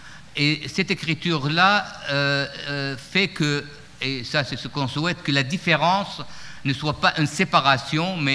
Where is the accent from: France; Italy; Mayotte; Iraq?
Iraq; Baghdad, Baghdad Governorate; Quand j'étais enfant et adolescent à Bagdad